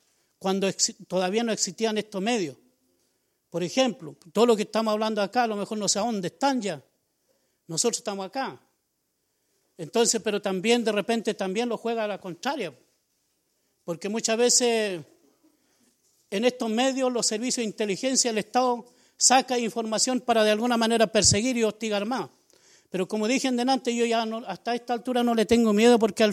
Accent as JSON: {"language": "Spanish", "town": "Temucuicui", "region": "Araucanía", "country": "Chile", "said": "yo vengo de la comunidad de Temucuicui, no entiendo. Quiero también decir, siempre lo digo igual, me siento orgulloso de ser y pertenecer a la comunidad de Temucuicui"}